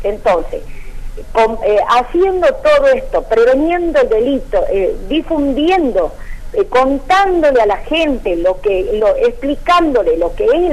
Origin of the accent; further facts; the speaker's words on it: Argentina; como madre y como ciudadana argentina